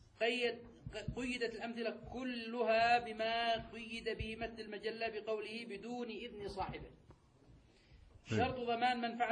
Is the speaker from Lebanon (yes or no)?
no; Yemen; شيخنا الآن هذا يحصل مثلا عندنا في اليمن، هذا موجود